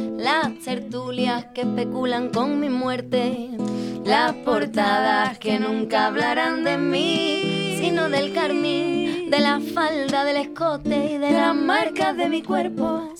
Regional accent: Andalusia, Spain; como somos muchas andaluzas en el colectivo, es un poco este cambiar la J por la H, ¿no? Que para mí la J no existe.

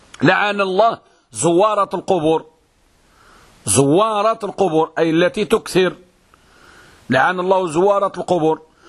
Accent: Morocco; حتى البعض يعني عندنا في المغرب يقول حق هذا الطعام

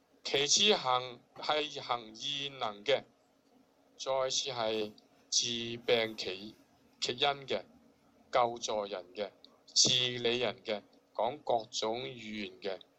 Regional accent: China; 我哋中國人特別醒嘅

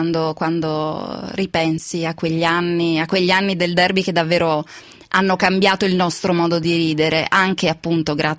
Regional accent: Lombardy, Italy; accent: Brianza; io sono brianzola, quindi la mia pronuncia non è proprio milanese

